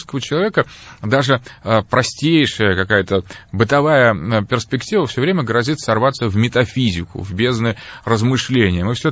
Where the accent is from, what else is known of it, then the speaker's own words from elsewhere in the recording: Moscow, Russia; Я сам москвич, родился в Москве, мои родители москвичи.